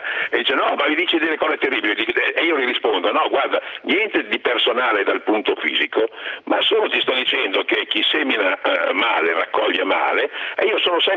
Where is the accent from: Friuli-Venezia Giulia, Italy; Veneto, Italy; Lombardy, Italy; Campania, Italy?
Friuli-Venezia Giulia, Italy; Io sono un friulano di paese